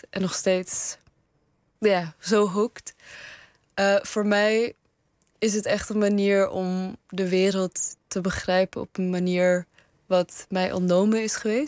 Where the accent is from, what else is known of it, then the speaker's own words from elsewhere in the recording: Afghanistan; En in Afghanistan, waar ik vandaan kom, wordt het gegeten bij begrafenissen.